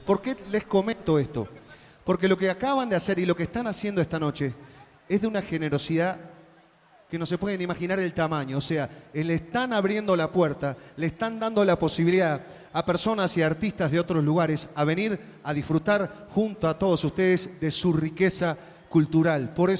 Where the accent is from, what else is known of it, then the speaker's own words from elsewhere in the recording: Uruguay; Nosotros que somos de Uruguay, que vengo de Uruguay